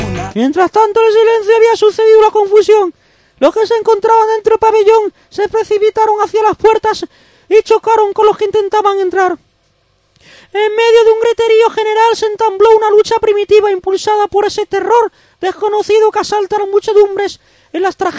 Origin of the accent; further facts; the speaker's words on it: Spain; nosotros somos españoles y pronunciamos así